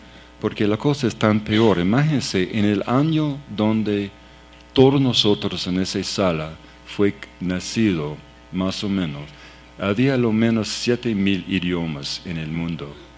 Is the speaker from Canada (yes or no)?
yes; Canada; Spanish is a second language; y yo soy de Canadá